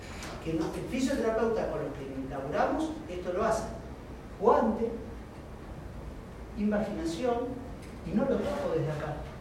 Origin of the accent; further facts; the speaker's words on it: La Plata, Buenos Aires Province, Argentina; Soy platense, hace 25 años acá.